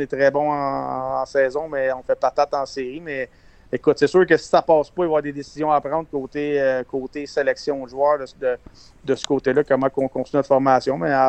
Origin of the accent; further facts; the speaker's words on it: Quebec, Canada; nous, on est plus âgés un petit peu, puis on est des Québécois, puis on suit les Canadiens.